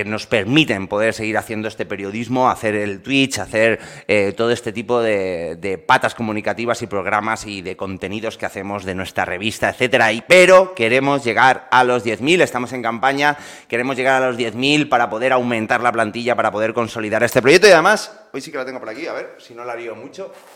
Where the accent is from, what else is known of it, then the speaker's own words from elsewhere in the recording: Valencian Community, Spain; Vamos con el País Valencià, con mi tierra